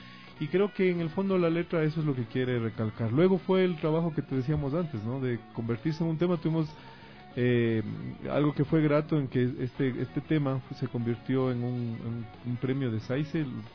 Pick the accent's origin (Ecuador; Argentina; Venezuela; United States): Ecuador; sino desde nosotros como ecuatorianos, cómo somos